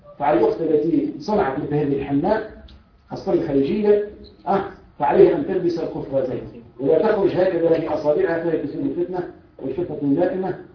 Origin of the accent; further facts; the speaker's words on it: Tunisia; المرجع الأساسي والوحيد للتشريع في بلدنا تونس